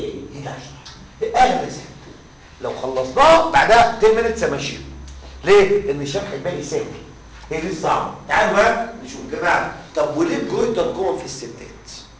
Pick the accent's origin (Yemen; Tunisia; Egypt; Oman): Egypt; اقسم بالله ما في حد اذكى من مصر احنا بس عايزين نشتغل احنا كسل